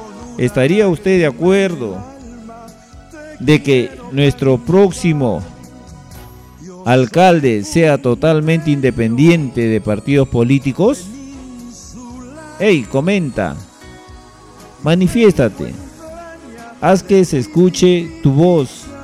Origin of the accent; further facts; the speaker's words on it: Peru; por el derecho que me asiste como ciudadano peruano